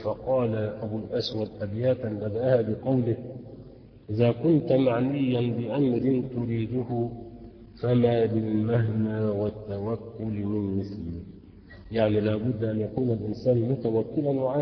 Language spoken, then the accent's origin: Arabic; Faiyum, Faiyum Governorate, Egypt; وعندنا في الفيوم نقول لها سك يعني انصرف